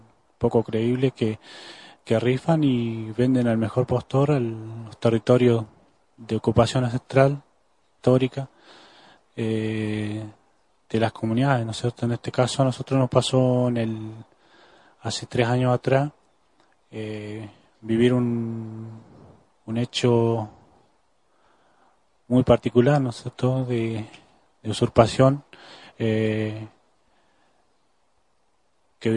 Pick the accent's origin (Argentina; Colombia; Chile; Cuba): Argentina; Neuquén; Vengo de la provincia de Neuquén, de ahí de cerca de Zapala, Milof, en el cual vivo actualmente